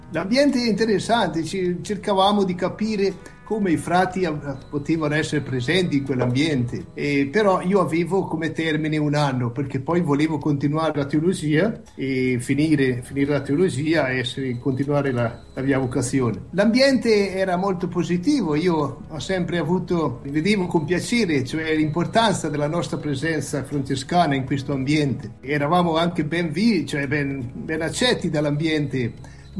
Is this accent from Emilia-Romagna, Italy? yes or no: no; Moena, Trentino-Alto Adige, Italy; born there; Sono nato a Moena, Val di Fiemme, nel 45, 4 agosto del 45.